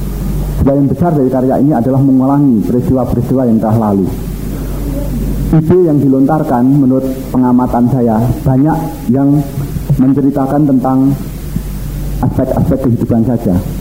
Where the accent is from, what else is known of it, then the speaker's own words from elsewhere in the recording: Java, Indonesia; Ini saya orang Jawa